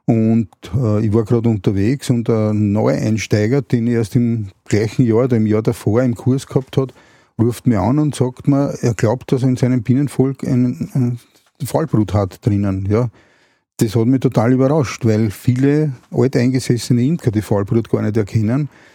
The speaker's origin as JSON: {"language": "German", "region": "Vienna", "country": "Austria", "said": "Na, es war so, dass wir aufs Land gezogen sind. Also ich komme ursprünglich aus Wien."}